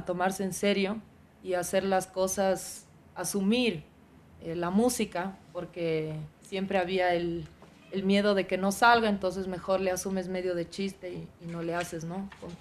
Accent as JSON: {"language": "Spanish", "country": "Ecuador", "moved": "yes", "lives_now": "Netherlands", "said": "Y cuando yo salí del Ecuador, yo salí queriendo ser rockera y punkera. Y en Holanda yo compuse un poco en estos estilos"}